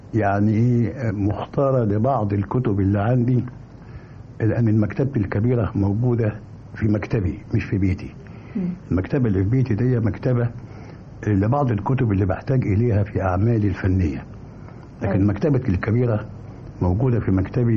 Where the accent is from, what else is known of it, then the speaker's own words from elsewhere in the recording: Mansoura, Dakahlia, Egypt; أنا من المنصورة